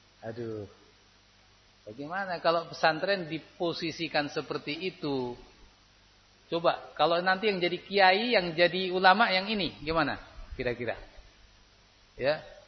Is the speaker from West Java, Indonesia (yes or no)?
no; Temanggung, Central Java, Indonesia; Saya dari Temanggung enggak tahu kondisi sini.